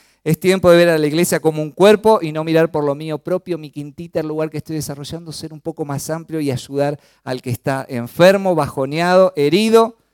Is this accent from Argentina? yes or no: yes; Chaco, Argentina; Yo soy del Chaco, ¿no? Siempre lo digo, y cuando voy allá, y se me pega un poquito el tonito de los chaqueños, ¿no?